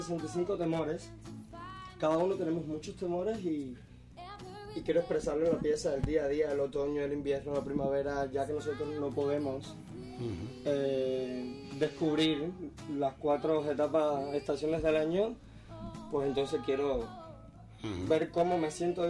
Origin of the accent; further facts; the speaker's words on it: Cuba; como soy cubano, quisiera hacer algo relacionado con mi patria